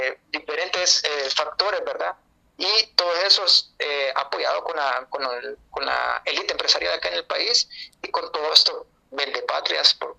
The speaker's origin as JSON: {"language": "Spanish", "country": "Honduras", "said": "¿Vamos a salir nosotros como buenos hondureños, digamos, en términos nacionales?"}